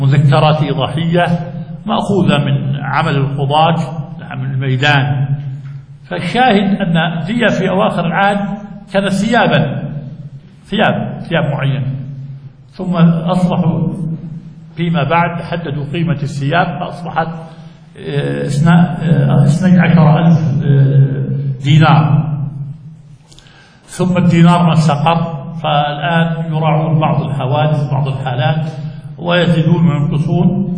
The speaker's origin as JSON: {"language": "Arabic", "country": "Jordan", "said": "وممن استفاد منها بلادنا الأردن"}